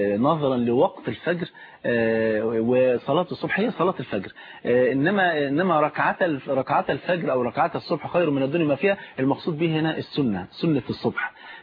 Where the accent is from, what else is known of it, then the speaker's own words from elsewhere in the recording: Egypt; عندنا في مصر يقول لك ثلاث سنين وتبقى زي الفل.